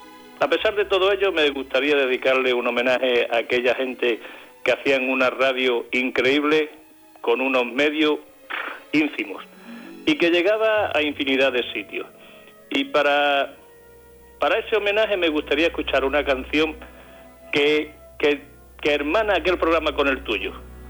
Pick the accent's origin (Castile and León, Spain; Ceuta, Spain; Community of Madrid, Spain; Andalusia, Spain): Andalusia, Spain; Zalamea la Real; Me llevó a mis 15 años en mi pueblo de Zalamela Real una feria.